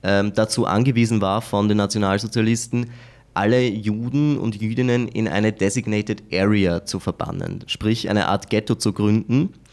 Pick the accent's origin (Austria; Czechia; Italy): Austria; vor allem als Österreicher, wo man ja aus einem Land kommt, das sehr strukturiert ist in vielen Bereichen